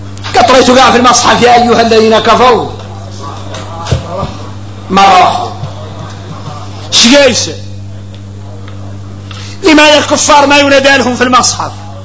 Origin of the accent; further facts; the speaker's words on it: Mauritania; وهذا قال عندنا احنا موريتاني حديث متفق عليه